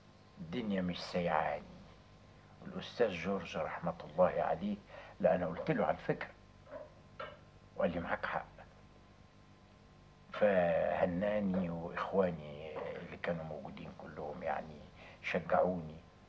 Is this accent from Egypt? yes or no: yes; Egypt; ومع الأخلاق الطبيعية بتاعتنا كمصريين